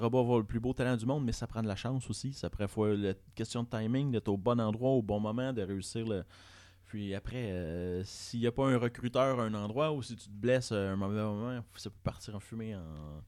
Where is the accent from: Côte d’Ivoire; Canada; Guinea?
Canada; Saint-Hyacinthe, Quebec; moi, je viens de Saint-Hyacinthe